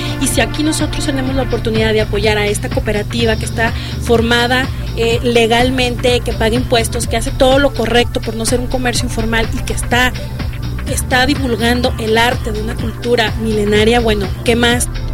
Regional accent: Mexico; hablaremos un poquito de la que nos cohesiona como mexicanos

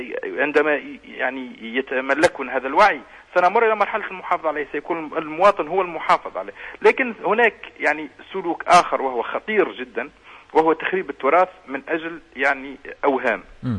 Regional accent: Tunisia; وإحنا كتونسيين

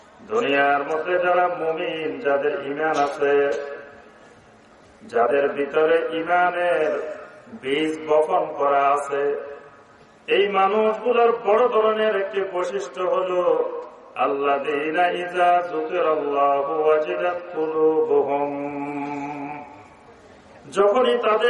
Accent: Noakhali, Chittagong Division, Bangladesh; now in Dhaka, Bangladesh; আমি ঢাকা থেকে এসেছি, কিন্তু আমার অরিজিনাল বাড়ি হল নোয়াখালী।

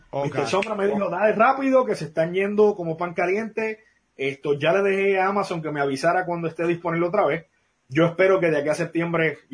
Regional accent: Puerto Rico; específicamente a nosotros que somos puertorriqueños

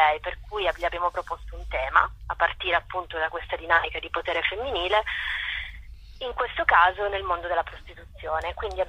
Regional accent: Turin, Piedmont, Italy; io sono di Torino

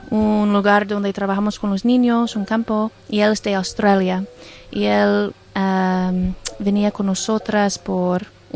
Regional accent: United States; Spanish is a second language; soy de los Estados Unidos

